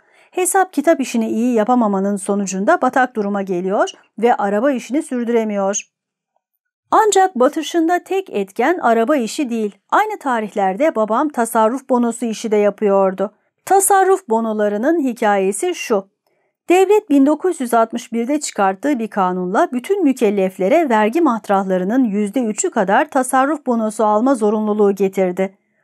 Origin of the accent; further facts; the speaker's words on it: Gaziantep, Turkey; Sanıyorum aile Ağustos sonu Eylül başı gibi Gaziantep'e taşınıyor. Yani Gaziantep'e taşındığımızda ben henüz 4 aylık bir bebeğim.